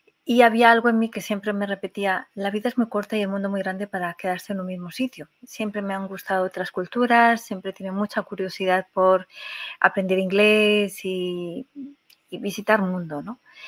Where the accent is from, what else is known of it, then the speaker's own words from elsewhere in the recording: Spain; moved away as an adult; Yo, que hace unos 20 años salí de España, lo hice porque ya estaba trabajando en una empresa hacía varios años